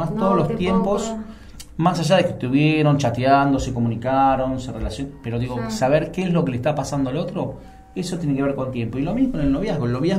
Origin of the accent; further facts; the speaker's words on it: Argentina; Yo como sociedad argentina, y me hago cargo también